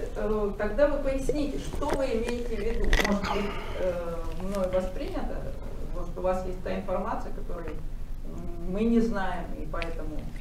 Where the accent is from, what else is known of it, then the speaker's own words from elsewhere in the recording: Kyiv, Ukraine; now in Moscow, Russia; Я киевлянка, и еще в советское время переехала в Москву.